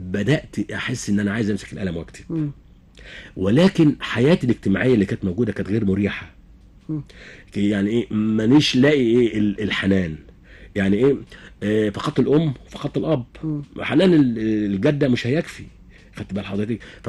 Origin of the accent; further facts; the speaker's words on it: Kafr El Hatab, Dakahlia, Egypt; born there; ان انا من مواليد كفر الحطب مركز